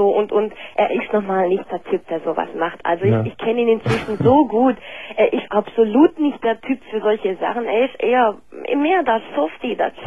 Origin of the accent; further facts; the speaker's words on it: Nagold, Baden-Württemberg, Germany; Ich komme aus dem Schwarzwald, ich komme aus Nagold.